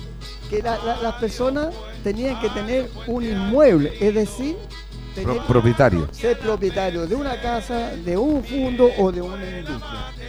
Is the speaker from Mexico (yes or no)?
no; Puente Alto, Santiago Metropolitan Region, Chile; nosotros estamos en Puente Alto, pongamos que me releguen a mí. Yo soy de Puente Alto